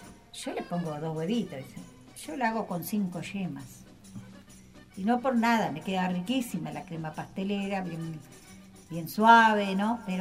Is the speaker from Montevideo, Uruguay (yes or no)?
no; Soca, Canelones, Uruguay; Yo quiero mucho a mi pueblo, estar por esta, ahí. Soy soquense.